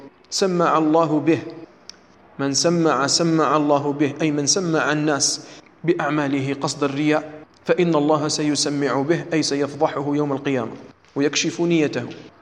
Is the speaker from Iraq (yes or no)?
no; Algeria; أما مثلا عندنا في الجزائر فلا يجوز